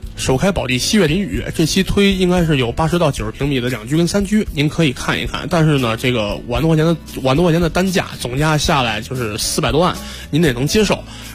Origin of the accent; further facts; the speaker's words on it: Beijing, China; 就是因为我就打小在这边出生嘛，就是西洼地正好对着就是这个航天部的这个北门，然后就等于它那里边全是这个老航天部家属楼